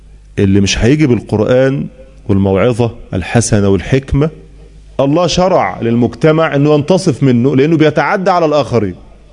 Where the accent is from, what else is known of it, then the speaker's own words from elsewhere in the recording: Egypt; عندنا في مصر